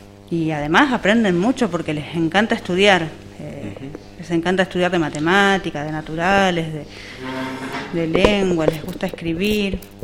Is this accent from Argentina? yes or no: yes; El Bolsón, Río Negro, Argentina; yo también soy de acá, del Bolsón, no específicamente de acá, de la zona de Rinconada